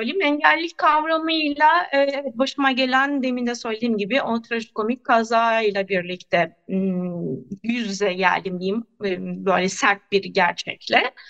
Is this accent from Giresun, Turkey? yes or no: yes; Görele, Giresun, Turkey; Giresun Göreleliyim. İlkokulu Görele'de okudum.